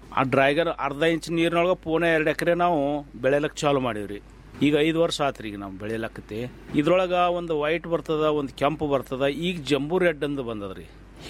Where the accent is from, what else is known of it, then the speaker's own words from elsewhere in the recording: Ratnapur, Karnataka, India; ನಮ್ಮ ಊರು ರತ್ನಾಪುರ ತಾಲೂಕು ತಿಕೋಟ ಜಿಲ್ಲಾ ಬಿಜಾಪುರದವ್ರು.